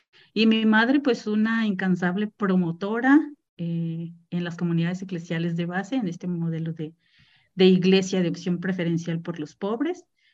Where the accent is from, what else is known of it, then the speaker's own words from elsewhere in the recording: Mexico City, Mexico; born there; De hecho, mi hermano el mayor y yo nacimos en la Ciudad de México y el ferrocarril nos regresó porque pues a mi madre nunca terminó de gustarle vivir en la Ciudad de México por el clima, por muchas razones.